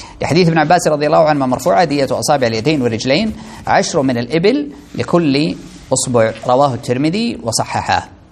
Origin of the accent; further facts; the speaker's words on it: Saudi Arabia; طيب عندنا في السعودية اثنين كذا